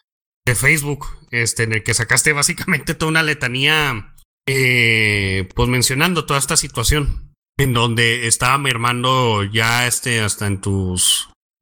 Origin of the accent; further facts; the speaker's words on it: Mexico; yo quiero diseminar esto especialmente en mi país ahora que entró el nuevo presidente legítimo, Andrés Manuel López Obrador, AMLO